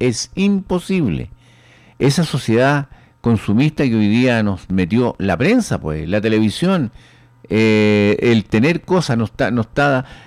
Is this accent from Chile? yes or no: yes; Chile; tenemos que unirnos como chilenos